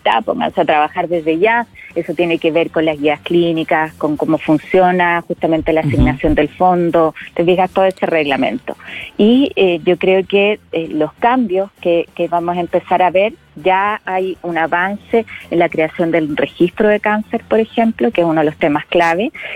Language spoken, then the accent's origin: Spanish; Magallanes, Chile; Yo que soy magallánica, que sé lo que es vivir en regiones extremas